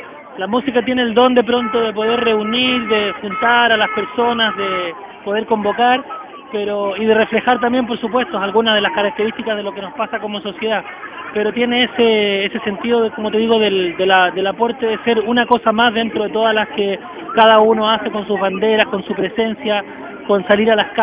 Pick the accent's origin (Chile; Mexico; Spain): Chile; como chilenos compartimos.